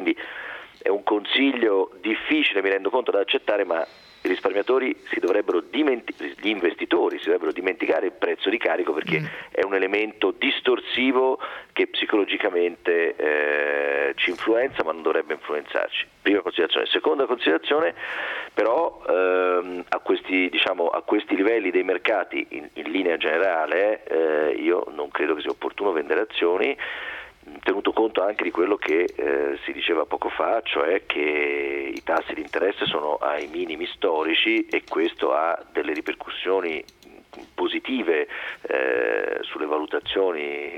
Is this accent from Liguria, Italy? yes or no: no; Florence, Tuscany, Italy; tanto da fiorentino a fiorentino rispondiamo